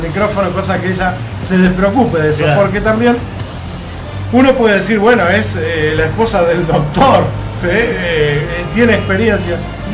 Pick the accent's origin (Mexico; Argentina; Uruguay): Uruguay; Todos somos uruguayos.